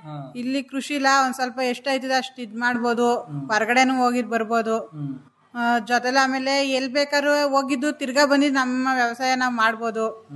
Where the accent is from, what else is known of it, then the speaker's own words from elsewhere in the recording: Mundugadore, Karnataka, India; ನಮ್ದು ಮುಂಡುಗ್ದರೆ, ಶ್ರೀರಂಗಪಟ್ಟಣ ತಾಲೂಕು ಅರಕೆರೆ ಹೋಬಳಿನೇ. ನಾವು ಇಲ್ಲೇ ಪಕ್ಕದವರು